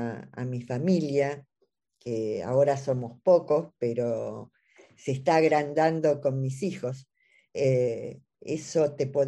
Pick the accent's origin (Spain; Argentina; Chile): Argentina; soy de Argentina, vivo en Buenos Aires, en la capital